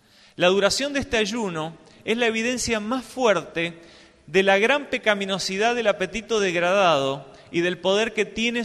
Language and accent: Spanish; Mendoza, Argentina; yo soy de Mendoza y me gusta escalar.